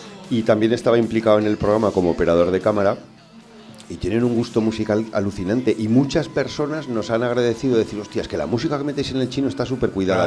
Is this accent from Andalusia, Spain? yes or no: no; Cariñena, Aragon, Spain; O te vas a mi Sierra del Gairén, que yo soy de Cariñena y lo tenemos al ladito y tal.